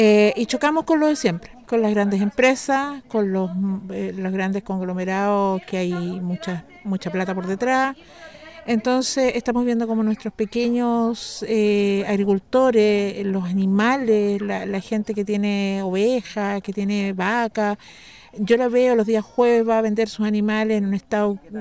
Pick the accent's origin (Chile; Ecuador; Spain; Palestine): Chile; San Fernando, O'Higgins; soy de San Fernando, de la sexta región, O'Higgins, provincia de Colchagua. San Fernando es la capital de la provincia de Colchagua.